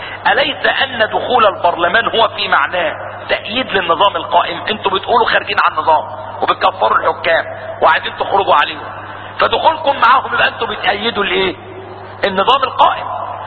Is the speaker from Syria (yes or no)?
yes; Syria; عندنا في سوريا